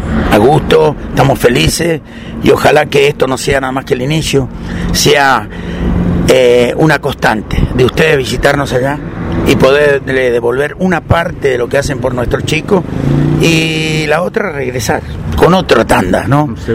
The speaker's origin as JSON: {"language": "Spanish", "country": "Argentina", "tie": "born there", "said": "Soy argentino de nacimiento"}